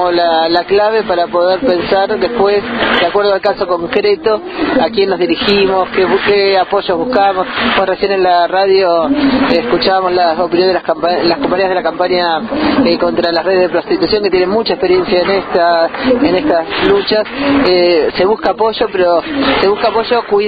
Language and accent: Spanish; Buenos Aires, Argentina; yo soy de Buenos Aires, pero hemos trabajado y compartimos con compañeras de distintas provincias del país